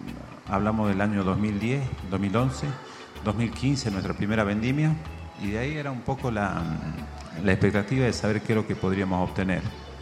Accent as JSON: {"language": "Spanish", "town": "Amaicha del Valle", "region": "Tucumán", "country": "Argentina", "said": "En mi pueblo, en Amaicha del Valle, estamos hablando de una localidad de 5.000 personas, donde escasea mucho el agua, escasean mucho las oportunidades."}